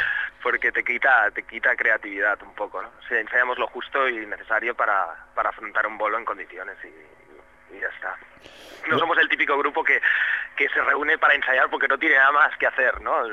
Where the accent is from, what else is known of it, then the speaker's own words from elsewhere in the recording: Catalonia, Spain; Oye, somos catalanes, pero oye, no pasa nada, ¿no?